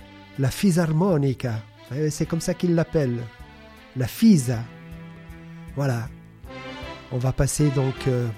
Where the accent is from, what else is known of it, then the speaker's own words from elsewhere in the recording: Italy; born there; je la consacre à mon pays natal, l'Italie